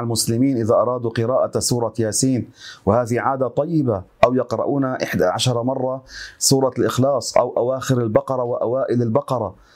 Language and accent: Arabic; Beqaa, Lebanon; هذه حصلت عندنا في لبنان في البقاع